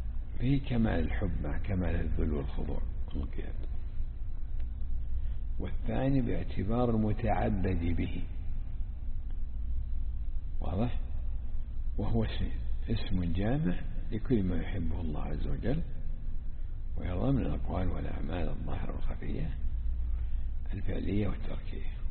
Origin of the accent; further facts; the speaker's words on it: Najd, Saudi Arabia; العوام عندنا في نجد عندهم خلط هذا